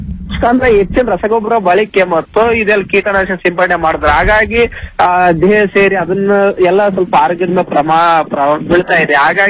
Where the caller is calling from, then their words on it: Nagesanahalli, Karnataka, India; ಕೊಪ್ಪಳ ಜಿಲ್ಲೆ ಕೊಪ್ಪಳ ತಾಲೂಕು.